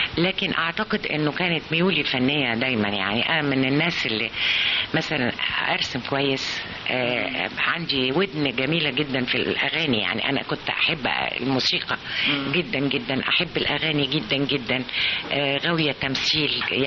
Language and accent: Arabic; Abu al-Akhdar, Sharqia Governorate, Egypt; أفتكر رمضان بفتكره في العزبة في البلد، إحنا من الشرقية من أبو الأخضر شرقية